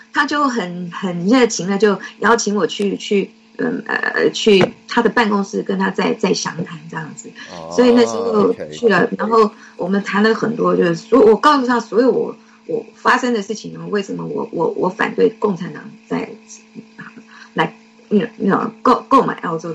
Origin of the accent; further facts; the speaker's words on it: Taiwan; 我们从小在台湾接受的国民党给我们的教育